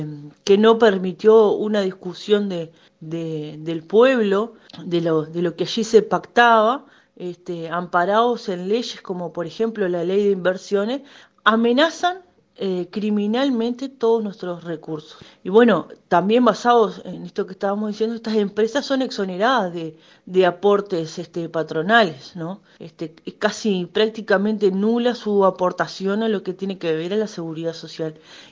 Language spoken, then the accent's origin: Spanish; Uruguay; ¿Debemos seguir aceptando estas situaciones como pueblo uruguayo?